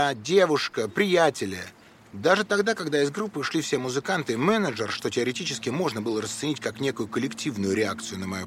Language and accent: Russian; Moscow, Russia; я москвич в каком-то невероятном поколении. Я был воспитан таким образом, что вот мы, москвичи, голубая кровь, белая кость.